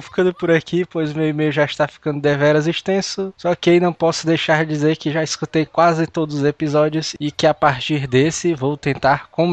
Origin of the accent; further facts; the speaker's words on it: Almenara, Minas Gerais, Brazil; now in Belo Horizonte, Brazil; Já que eu moro em BH, mas sou de Almenara, que é a última cidade de Minas antes da Bahia, então o sotaque não foi nenhum problema para os meus ouvidos. Inclusive, nesse momento, estou curtindo férias na minha cidade natal